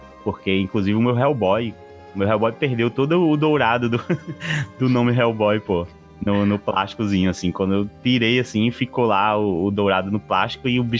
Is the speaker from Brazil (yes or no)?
yes; São Gonçalo do Amarante, Rio Grande do Norte, Brazil; eu sou daqui de Natal, né? Na verdade, eu sou de São Gonçalo, que é muito próximo a Natal. Tá uma pontezinha. E, cara, é cidade litorânea, sim